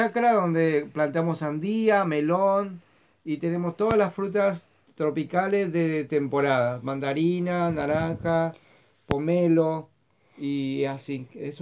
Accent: Paraguay; now in Argentina; Ellos son mi familia, que cuando yo vine de Paraguay, vivía con ellos para poder hacer conocer lo que es en Buenos Aires

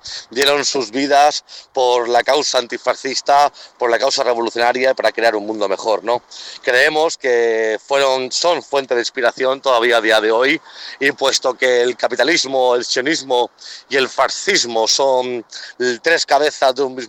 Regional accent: Spain; yo vengo del Estado español, actualmente vivo en Madrid.

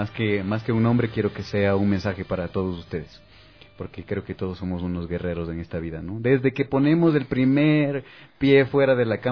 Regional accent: Ecuador; decir soy ecuatoriano y esto se hace en Ecuador.

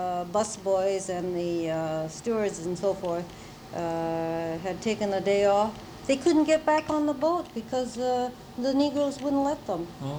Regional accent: Riverside, California, United States; in my hometown, there was a man who used to run the Mission Inn. You know the famous Riverside Mission Inn?

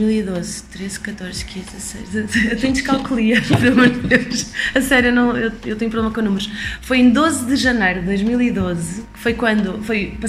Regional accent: Portugal; sou portuguesa, esta noite vai ter piada de português e sotaque português

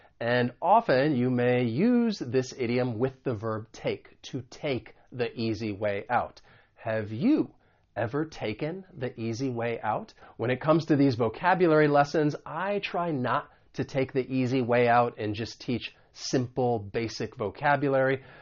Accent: United States; because I'm from the United States, I am going to pronounce it as a flap T.

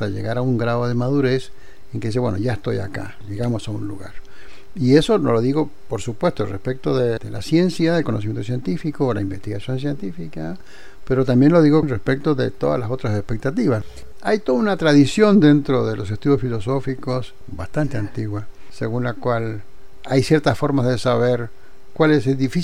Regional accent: Mendoza, Argentina; moved away as an adult; yo salí de Mendoza y a la semana yo estaba de titular en la Universidad Nacional Autónoma de México.

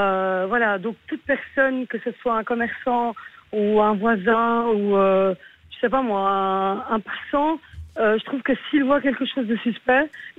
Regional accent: Belgium; born there; Moi, je suis marocaine. Hein, donc, je vis en Belgique, je suis née ici, je suis d'origine marocaine.

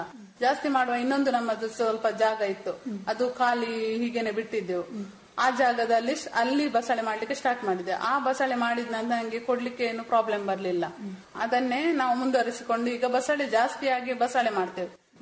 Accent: Alape, Karnataka, India; ಅದಕ್ಕೋಸ್ಕರ ನಾವು ಈಚೆ ನಮ್ಮ ಊರಿಗೆ, ನನ್ನ ತಾಯಿ ಮನೆ ಇಲ್ಲಿ ಅಳಪೆ, ಅಳಪೆಗೆ ನಾವು ಶಿಫ್ಟ್ ಆದೆವು.

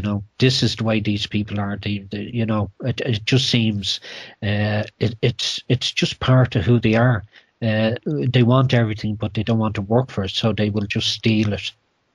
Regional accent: Ireland; So, as an Irish person, I apologise for what they're doing here in your country.

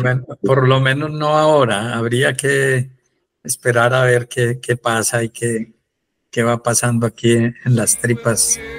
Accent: Antioquia, Colombia; accent: paisa; la gente siempre me decía, ¿no? Pues que usted habla como un paisa.

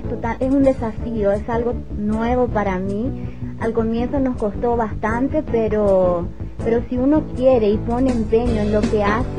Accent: Paraguay; como dijo mi compañera, soy de Paraguay. Les cuento un poquito, tengo 26 años.

